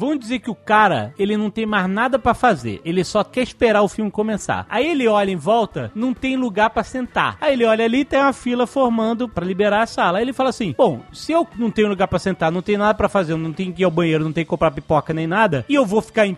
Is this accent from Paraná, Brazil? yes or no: no; São Paulo, Brazil; Como bom paulistano da gema que sou, venho aqui para defender